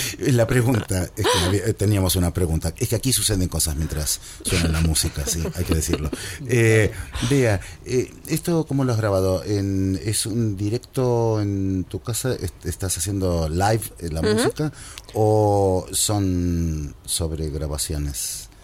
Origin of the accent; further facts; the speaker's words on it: Argentina; yo vengo del país del General Perón, que es Argentina